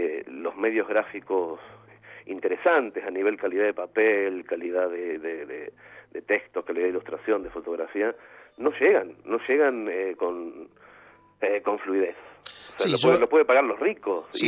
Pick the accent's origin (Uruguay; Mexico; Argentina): Argentina; moved away as an adult; A las 30, o sea, justamente hace 10 años, me fui de Argentina para siempre